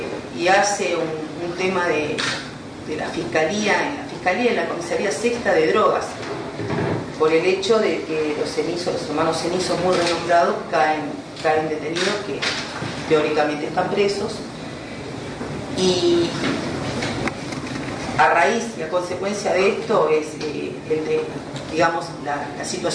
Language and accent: Spanish; Tigre, Buenos Aires Province, Argentina; Soy de Tigre, hace 43 años que vivo en Tigre.